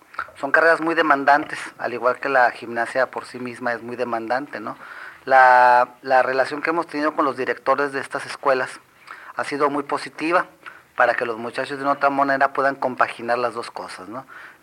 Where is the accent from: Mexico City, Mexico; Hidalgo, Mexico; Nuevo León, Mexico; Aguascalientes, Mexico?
Nuevo León, Mexico; Monterrey; Yo no soy de Ensenada, yo tengo 9 años aquí en Baja California, soy de Monterrey